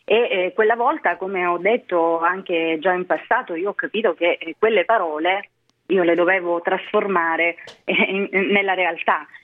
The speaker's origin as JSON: {"language": "Italian", "region": "Calabria", "country": "Italy", "said": "io sono calabrese, davvero ogni goccia del mio sangue appartiene alla Calabria, però la mia è una terra, per quanto meravigliosa, anche molto molto complicata e difficile."}